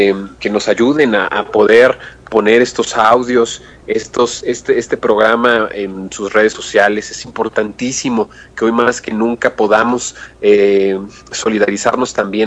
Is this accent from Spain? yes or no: no; Mexico; porque somos mexicanos todos y somos hermanos.